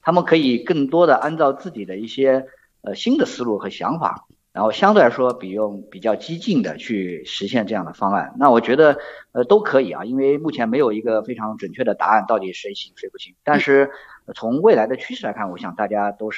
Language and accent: Chinese; China; 我们中国肯定有自己的体制优势了，对吧？我们中国人最擅长的在这个我们共产党的领导下可以集中社会所有的力量啊